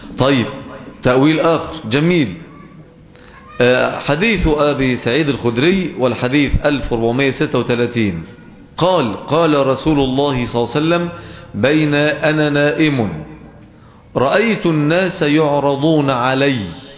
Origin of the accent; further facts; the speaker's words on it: Egypt; accent: Egyptian; فلهجتنا المصرية هي من اقرب اللهجات الى اللغة العربية الفصحى